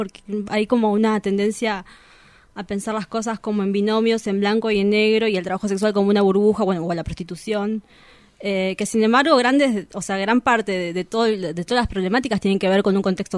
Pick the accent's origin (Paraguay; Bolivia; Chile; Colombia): Bolivia; now in Argentina; De Bolivia.